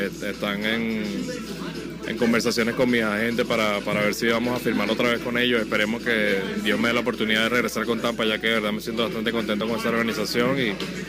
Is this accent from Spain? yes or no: no; Venezuela; now in United States; A mí me encanta jugar en mi país, ya que toda mi familia no puede ir a verme en Estados Unidos